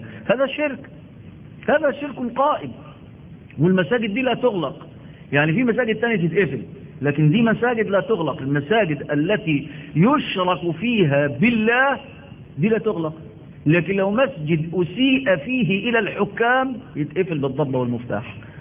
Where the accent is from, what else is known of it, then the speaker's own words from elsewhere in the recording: Egypt; نحن عندنا في مصر بلد الأزهر